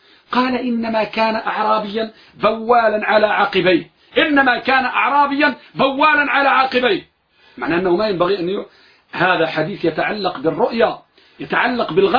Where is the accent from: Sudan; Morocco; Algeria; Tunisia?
Morocco; نحن عندنا في المغرب نقول ضرب الحلق إنسل خلق